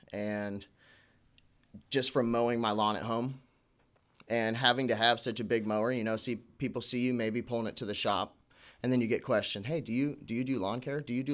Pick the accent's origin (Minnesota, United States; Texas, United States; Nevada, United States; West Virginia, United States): Nevada, United States; Las Vegas; I'm originally from Las Vegas.